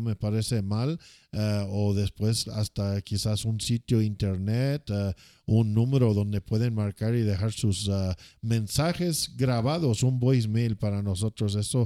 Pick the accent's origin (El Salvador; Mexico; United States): United States; soy norteamericano, soy un americano, tengo 46 años, soy casado.